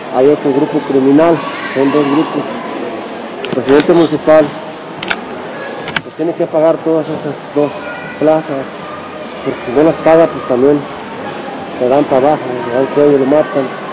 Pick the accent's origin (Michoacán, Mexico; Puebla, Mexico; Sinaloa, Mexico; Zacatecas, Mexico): Michoacán, Mexico; Aquila; Somos una familia de Aquila pobre, humilde, que sabemos respetar, que somos de palabra.